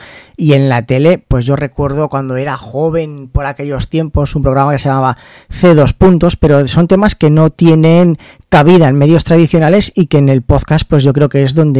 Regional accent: Zaragoza, Aragon, Spain; que es de aquí de Zaragoza, de donde soy yo

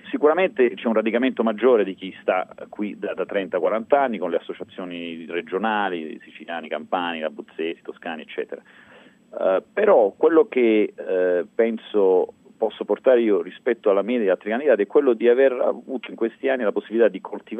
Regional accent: New York, United States; ma quello è un po' un vantaggio visto che sono di New York

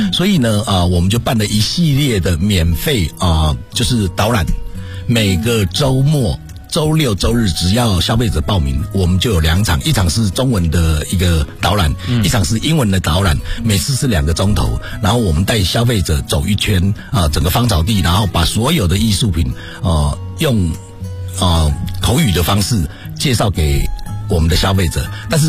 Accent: China; 那毕竟骨子里面我们都是中国人

